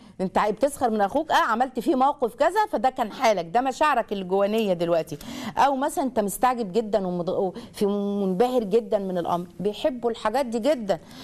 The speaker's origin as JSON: {"language": "Arabic", "country": "Egypt", "said": "الموقف ده مثلا لو كان عندنا في مصر ولا كده كانت هتبقى كارثة"}